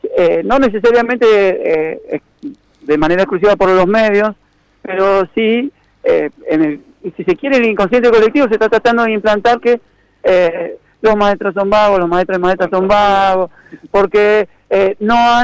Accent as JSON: {"language": "Spanish", "region": "Mendoza", "country": "Argentina", "said": "como somos los mendocinos, que somos más secos que qué sé yo."}